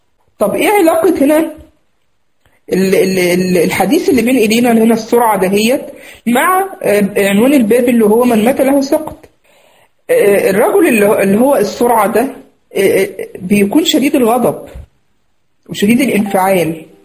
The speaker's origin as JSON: {"language": "Arabic", "country": "Egypt", "said": "زي ما بنقول عندنا في مصر هنا، مفيش حد يغلبه"}